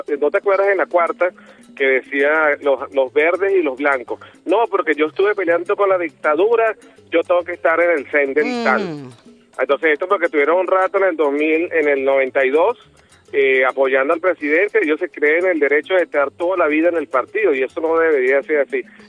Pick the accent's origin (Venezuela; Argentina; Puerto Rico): Venezuela; yo por lo menos te lo digo como venezolano chavista.